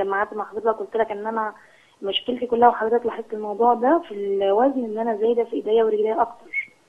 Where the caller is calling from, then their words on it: Cairo, Cairo Governorate, Egypt; من القاهره.